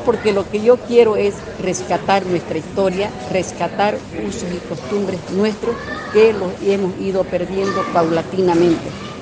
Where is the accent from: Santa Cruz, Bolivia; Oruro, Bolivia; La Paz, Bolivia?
Santa Cruz, Bolivia; ¿Cómo nos vamos a identificar como cambas, como cruceños?